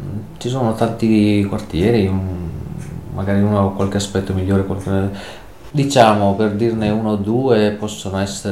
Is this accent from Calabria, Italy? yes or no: no; Rome, Lazio, Italy; uno si riconosce che io sono di Centocelle